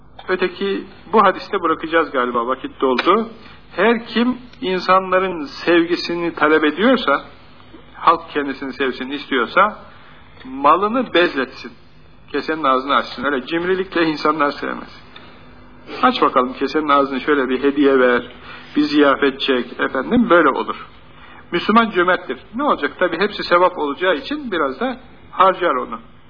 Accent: Ankara, Turkey; Biz de gittik şimdi Ankaralıyız.

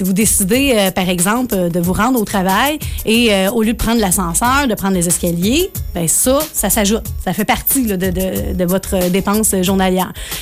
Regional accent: Saint-Lin, Quebec, Canada; accent: Saint-Lin; ça, c'est mon accent de Saint-Lin qui ressort.

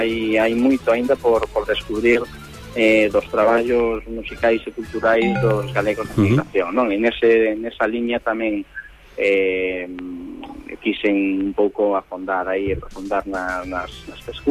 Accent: Poio, Galicia, Spain; eu son de Porto Santo, aquí de Pollo

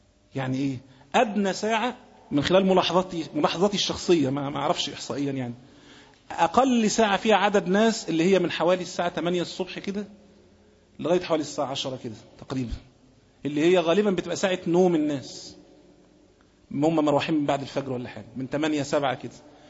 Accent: Egypt; بلاد مثلا زي بلادنا مصر مش ممكن كنت تشوف حد فيها خالص

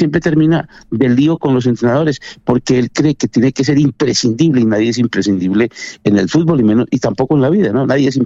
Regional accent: Colombia; soy colombiano y he defendido mucho a los colombianos

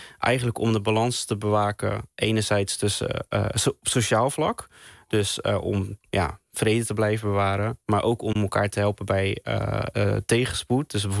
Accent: Netherlands; Ik ben een Molukker en die in Nederland is opgegroeid

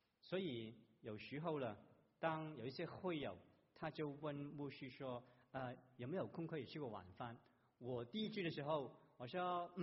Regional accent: Guangdong, China; accent: Cantonese; Chinese is a second language; 我们广东话这个谎言就是大话

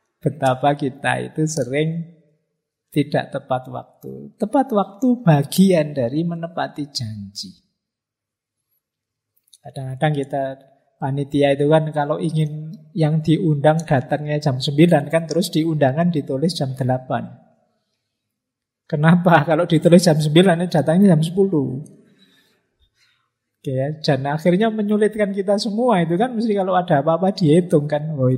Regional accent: Mojokerto, East Java, Indonesia; now in Yogyakarta, Indonesia; Saya dulu dari Mojokerto, cara ngomongnya agak kayak Surabayaan, agak medoknya medok agak spontan kayak Surabaya, tapi ya sudah hampir 30 tahun di Jogja ya. Kalau saya pulang mesti orang sana bilang Mojokertonya hilang.

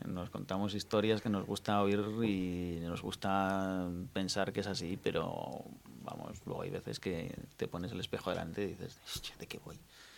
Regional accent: Spain; now in Netherlands; Y bueno, cuando estoy en Holanda sigo siendo... Aquí soy el holandés, allí soy el español.

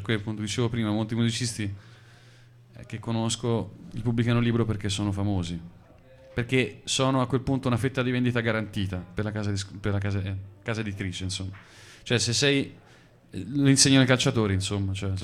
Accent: Tuscany, Italy; in un ambiente che potrebbe essere quello di una Toscana valdarnese, da dove vengo io

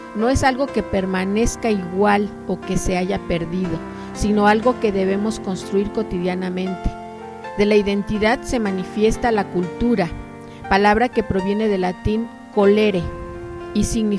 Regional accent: Mexico City, Mexico; born there; parte de mi padre son de Veracruz y por parte de mi madre vienen de Taxco, Guerrero. Y bueno, yo nací en México, Distrito Federal

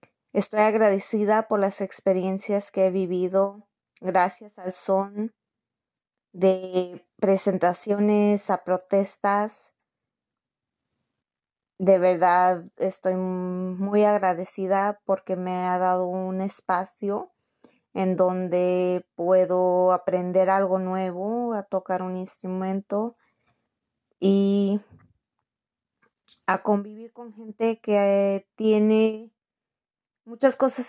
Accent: La Habra, California, United States; also born or lived in Tepic, Mexico; I was born in Tepic, Nayarit, Mexico, raised in La Habra, California, and I currently live in Orland, California.

